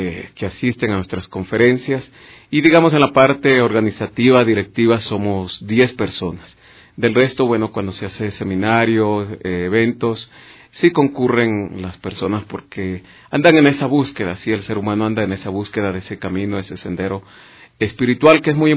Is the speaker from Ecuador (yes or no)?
yes; Ecuador; creo que como ecuatorianos, saber que tenemos estas actividades ya cerca de 22 años transmitiendo aquí estas enseñanzas